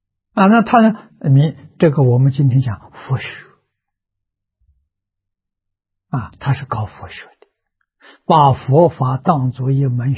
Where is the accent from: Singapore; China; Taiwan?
China; 我们是现代人，我们是中国人，我们的生活规范是中国古圣先贤定的